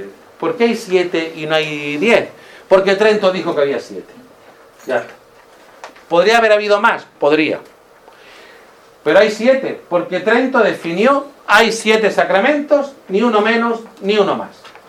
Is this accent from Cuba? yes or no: no; La Zubia, Andalusia, Spain; cuando yo era pequeño, cuando yo tenía, que hablo del año 70-75, pues en la Zubia, en mi pueblo